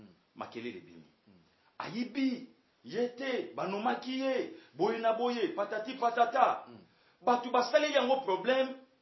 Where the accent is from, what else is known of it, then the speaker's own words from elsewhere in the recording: Équateur, DR Congo; Je suis de l'Équateur. Tribi Mongo.